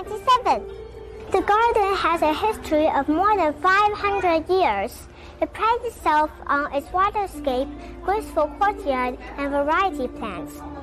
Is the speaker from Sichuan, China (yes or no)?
no; Suzhou, Jiangsu, China; this church garden is the largest and most classical landscape garden in my hometown, Suzhou.